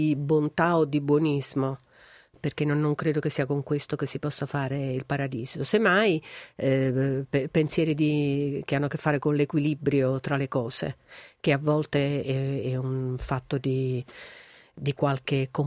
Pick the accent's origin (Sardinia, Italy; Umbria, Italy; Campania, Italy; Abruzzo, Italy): Campania, Italy; Naples; io sono una donna napoletana, sono una donna meridionale del sud, amo la mia terra